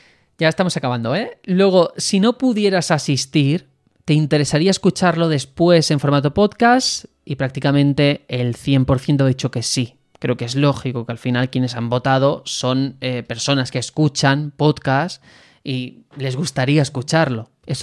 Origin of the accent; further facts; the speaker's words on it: Spain; primero que somos de España